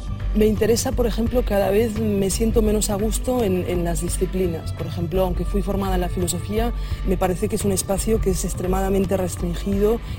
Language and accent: Spanish; Burgos, Castile and León, Spain; born there; nací en Burgos, en una sociedad extremadamente católica, conservadora, de derechas